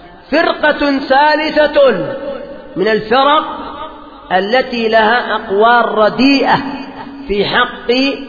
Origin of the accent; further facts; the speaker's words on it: Yemen; عندنا في اليمن